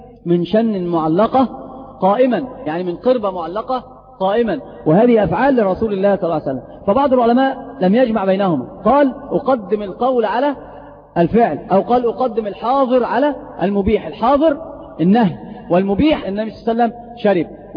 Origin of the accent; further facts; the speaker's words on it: Egypt; وترى عمرة الرجبية هذه عندنا في مصر منتشرة جدا